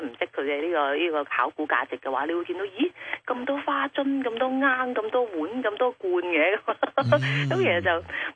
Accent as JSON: {"language": "Cantonese", "town": "Guangzhou", "region": "Guangdong", "country": "China", "tie": "born or raised there", "said": "作为我三代都喺广州呢个土生土长咧"}